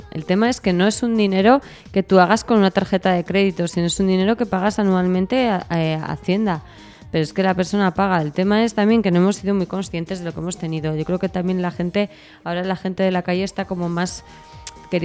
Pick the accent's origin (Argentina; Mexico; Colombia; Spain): Spain; que somos muchos españoles